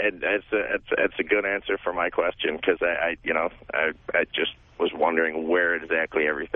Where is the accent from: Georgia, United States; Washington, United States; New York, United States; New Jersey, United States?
New York, United States; Syracuse; now in Los Angeles, United States; Syracuse.